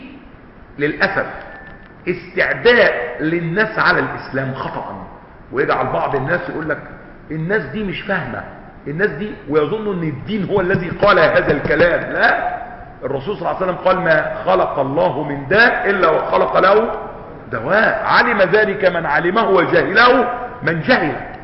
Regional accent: Egypt; ما بيتعالجوش عندنا في مصر

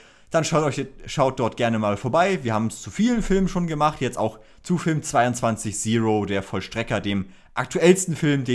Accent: Northern Germany, Germany; weil das für mich tatsächlich sehr weit weg ist als Norddeutscher

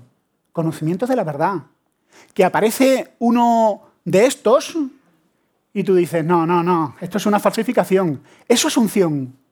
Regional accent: Andalusia, Spain; Lo que siempre lo digo, todo el mundo piensa. Como soy andaluz, claro.

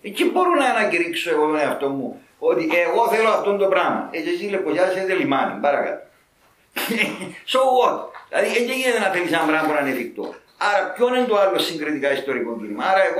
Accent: United States; Λοιπόν, εγώ μεγάλωσα στην Αμερική, ήταν φοιτητής. Έζησα τα κινήματα της Αμερικής που ήταν το απότοκο της δεκαετίας του 60.

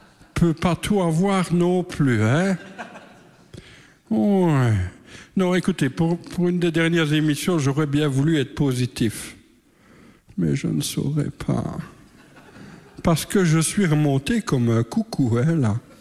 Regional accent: Liège, Wallonia, Belgium; Maintenant, je sais pourquoi je suis de Liège.

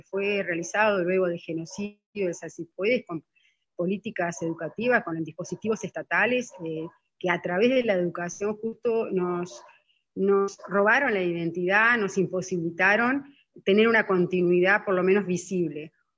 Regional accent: Uruguay; tenemos como uruguayos, yo también los tuve, un prejuicio muy grande hacia lo indígena

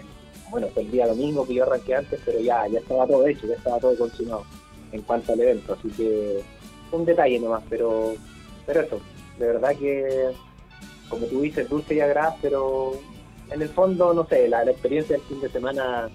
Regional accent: Chile; y de allá somos también chilenos.

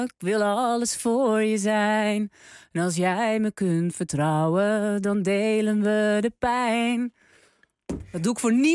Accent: North Holland, Netherlands; waar ik vandaan kom uit de kop van Noord-Holland, daar is niet zo heel veel ander werk.

